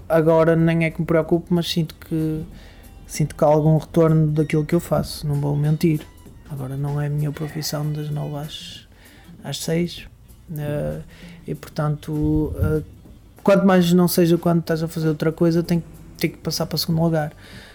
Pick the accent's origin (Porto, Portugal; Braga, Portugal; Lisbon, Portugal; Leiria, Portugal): Braga, Portugal; Vila Seca; sou natural lá, embora agora não pare ou não viva lá, portanto até acabo por estar a viver fora de Barcelos, mas sou natural de Vila Seca.